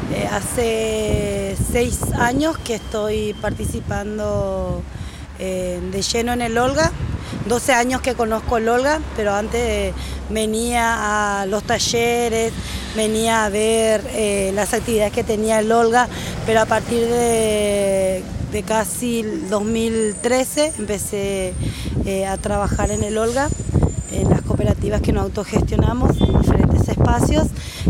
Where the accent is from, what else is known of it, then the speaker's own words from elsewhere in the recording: Paraguay; cocinando las comidas típicas de mi país. Yo soy paraguaya